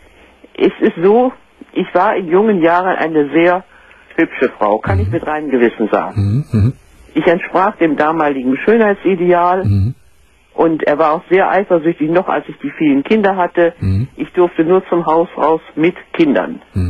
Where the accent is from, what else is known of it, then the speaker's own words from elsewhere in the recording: Northern Germany, Germany; Gell, aber ich bin eine Norddeutsche und die Norddeutschen, die sind ja ein bisschen schwer mit dem Du.